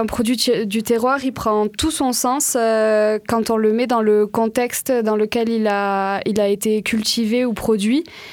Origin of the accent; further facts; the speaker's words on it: Nouvelle-Aquitaine, France; je viens du Béarn et pas du Pays Basque.